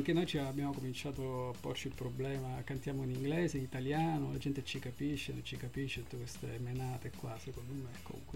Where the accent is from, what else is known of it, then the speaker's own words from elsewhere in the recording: Syracuse, Sicily, Italy; io sono di Siracusa, la città che sta a 50 km da Siracusa